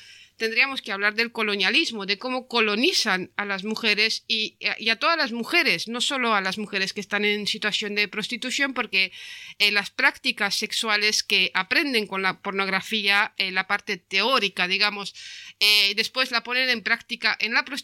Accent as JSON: {"language": "Spanish", "country": "Romania", "lives_now": "Spain", "said": "como rumana, que, o sea, bueno, soy vasca ahora, pero de origen rumano"}